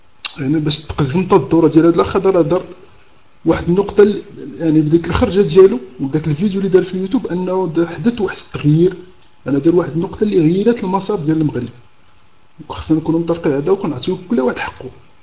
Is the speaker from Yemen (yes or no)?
no; Algeria; انا فقط من الجزائر